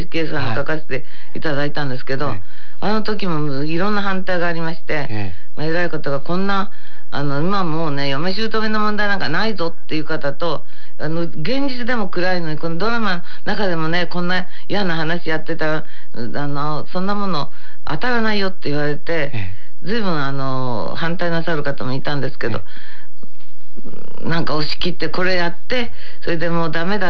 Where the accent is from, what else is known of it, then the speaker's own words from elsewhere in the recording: Kansai, Japan; 私関西ですから。